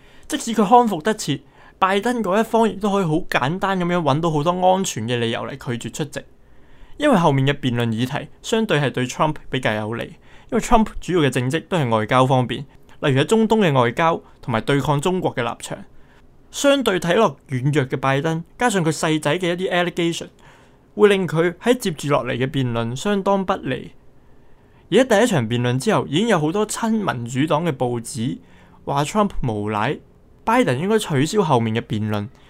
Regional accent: United States; 因此呢一条片会以身为美国人嘅角度讲下呢件事对于选情嘅影响

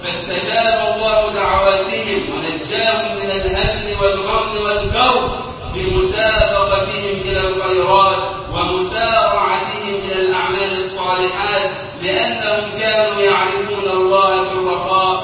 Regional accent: Egypt; اللهم اجعل بلدنا مصر أمنا أمانا وسائر بلاد المسلمين

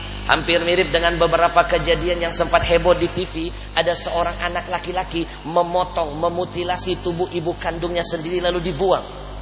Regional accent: Jakarta, Indonesia; Sekarang kalau dengar Bogor hujan, tengah malam kita orang Jakarta gak tenang tidurnya.

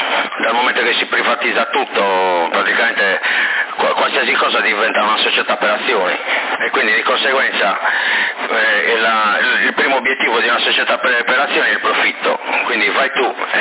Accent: Sorso, Sardinia, Italy; Poi c'era l'elicottero che prendeva l'acqua, l'ho messo fuoco lì, sono di Sorso.

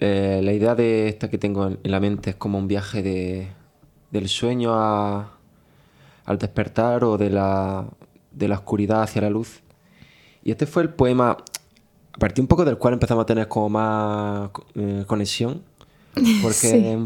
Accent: Motril, Andalusia, Spain; Yo los veranos lo paso en Motril, que es donde yo nací y crecí.

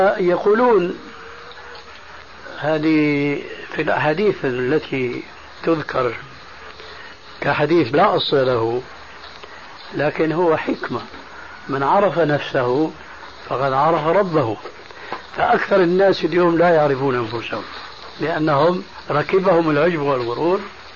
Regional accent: Syria; كما يقولون عندنا في سوريا

